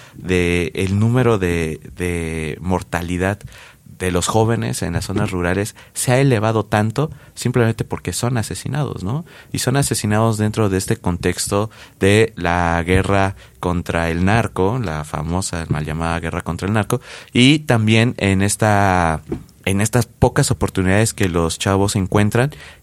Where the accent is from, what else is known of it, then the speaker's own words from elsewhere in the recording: Mexico; nosotros como mexicanos, como habitantes de este extenso y diverso país